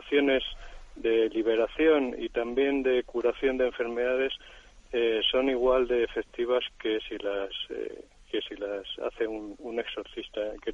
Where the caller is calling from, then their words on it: Madrid, Community of Madrid, Spain; de Madrid.